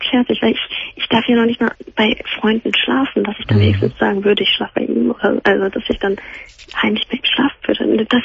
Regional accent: Vietnam; Also wir sind aus Vietnam.

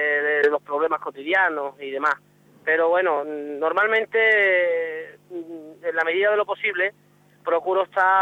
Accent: Extremadura, Spain; me siento orgulloso de ser extremeño y de la consideración que tienen respecto a mi persona en general

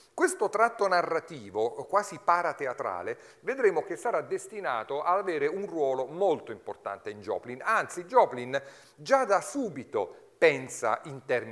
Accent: Abruzzo, Italy; questo pianista che non a caso è abruzzese come il vostro conferenziere

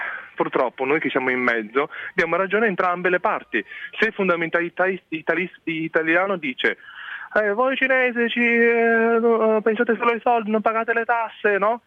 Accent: Jinan, Shandong, China; Italian is a second language; Allora mi ricordo che anche se a Jinan, da dove vengo, nord della Cina, penisola di Shandong, c'era neve, no?

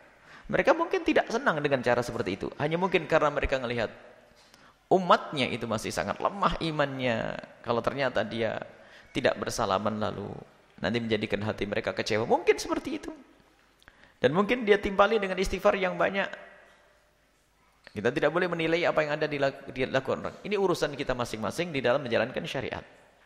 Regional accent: East Java, Indonesia; kita juga dari Jawa Timur, sama Jawa Timur.

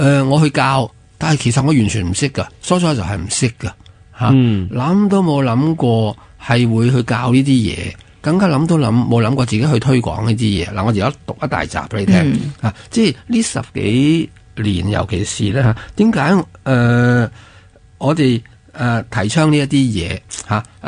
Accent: China; 原来打坐我哋中国人都有2000几年嘅历史啦

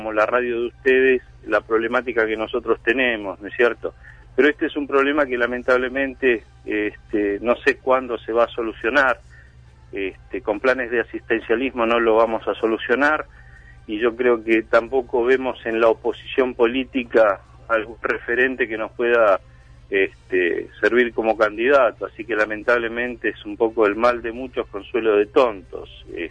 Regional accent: Villaverde, Buenos Aires, Argentina; Mirá, yo soy de Villaverde y acá realmente el servicio es malísimo.

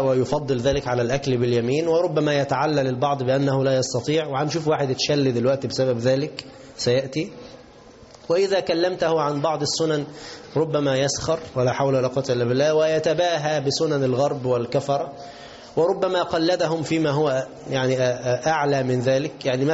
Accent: Egypt; اللي هو بنسميه بز الرجل، كلمة عندنا كمصريين

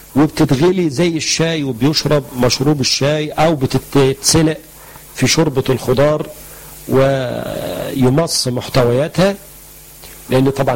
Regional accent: Egypt; مشهور عنه عندنا في مصر

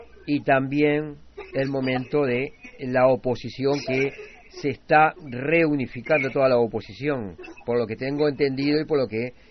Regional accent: Uruguay; desgraciadamente soy uruguayo

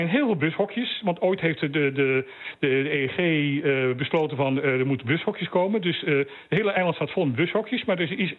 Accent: Bonaire, Caribbean Netherlands; Wij zijn Nederlanders, maar wij zijn wel Bonaireanen. Ik voel mij Bonaireaan. Ik heb net mijn testament laten veranderen dat als ik overlijd, dat ik op Bonaire wil begraven wil worden.

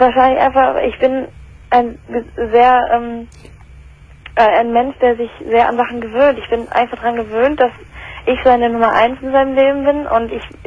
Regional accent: England, United Kingdom; also ich komme ursprünglich aus England

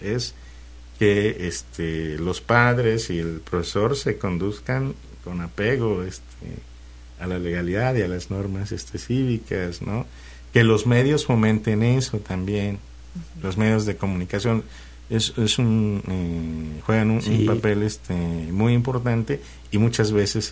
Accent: Mexico; Ya somos, por ejemplo, así somos los mexicanos

